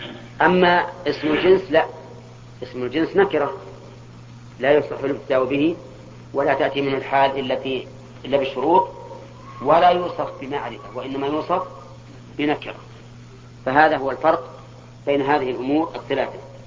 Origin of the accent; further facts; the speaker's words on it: Al-Qassim, Saudi Arabia; الكنية عندنا في القصيم لكلها القصيم أولاد علي